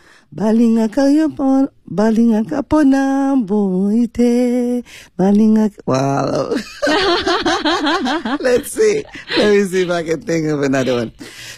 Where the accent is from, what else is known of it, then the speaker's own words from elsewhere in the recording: DR Congo; Congolese music. We still claim up to today to be number one in Africa in terms of music.